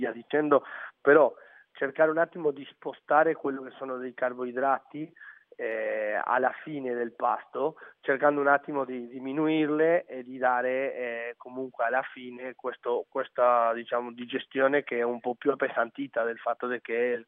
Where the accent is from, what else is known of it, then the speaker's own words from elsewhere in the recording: Uruguay; quando vado in Uruguay, alla mia terra, alla mia casa